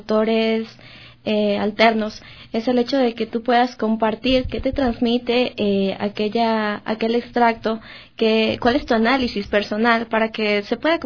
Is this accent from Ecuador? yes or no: yes; Ecuador; por el contexto económico, político y social que tenemos nosotros pues como ecuatorianos.